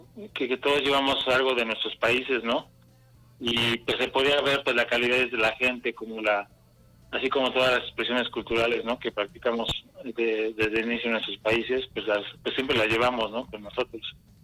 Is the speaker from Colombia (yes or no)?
no; Mexico; now in California, United States; como pues mexicano allá de inicio en California, pues sí, fue todo un cambio de vida